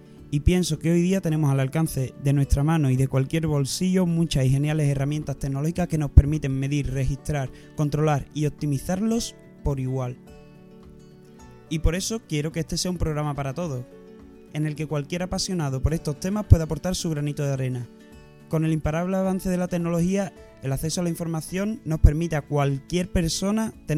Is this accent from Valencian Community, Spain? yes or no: no; La Luisiana, Andalusia, Spain; also born or lived in Seville / Balearic Islands / Canary Islands; Sevillano de nacimiento, crecí en un pequeño pueblo que se llama La Luisiana.